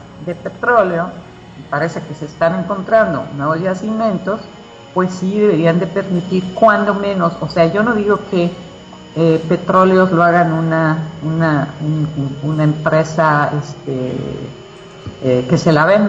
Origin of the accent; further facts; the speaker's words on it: Mexico; Nosotros tendríamos que, como buenos mexicanos, comprar las cosas hechas en México.